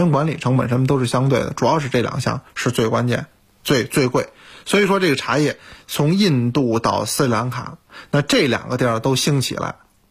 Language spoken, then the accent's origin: Chinese; China; 我们中国人